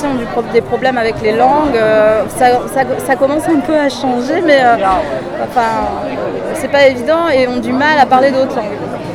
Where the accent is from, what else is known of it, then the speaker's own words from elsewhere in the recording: Rueil-Malmaison, Île-de-France, France; born there; Non, je suis née à Rueil-Malmaison, c'est à 20 km de Paris.